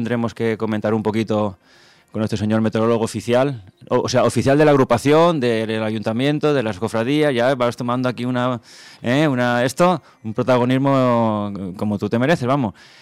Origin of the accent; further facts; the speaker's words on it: Valencian Community, Spain; Carrasqueta, separa Alcoy de Gijona. Gijona está más a la costa, pero me han mandado fotos amigos míos de mi pueblo y tal, mucha nieve.